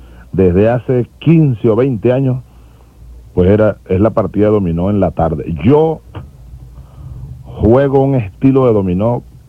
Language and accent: Spanish; Sabaneta, Barinas, Venezuela; born there; Yo nací en la ribera derecha, es decir, del lado de Barinas, del río Boconó. A la orilla, 100 metros del río, nacimos nosotros en Sabaneta de Barinas.